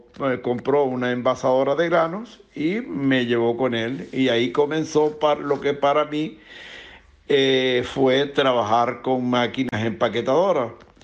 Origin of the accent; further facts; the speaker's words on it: Venezuela; moved away as an adult; now in Canary Islands, Spain; yo realmente estoy aquí en Canarias actualmente, por cuanto yo salí de Venezuela rumbo a Nueva York a visitar a mi hija y mis nietos